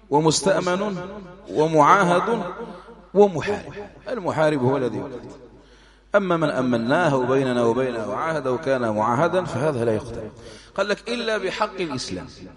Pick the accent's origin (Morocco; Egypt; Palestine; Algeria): Algeria; حملات التنصير عندنا في الجزائر وفي غيره